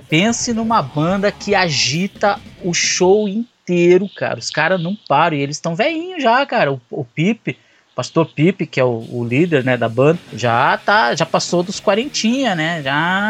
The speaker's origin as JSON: {"language": "Portuguese", "region": "Rio de Janeiro", "country": "Brazil", "tie": "born or raised there", "said": "Não, eu me criei no Leme, cara. Copacabana."}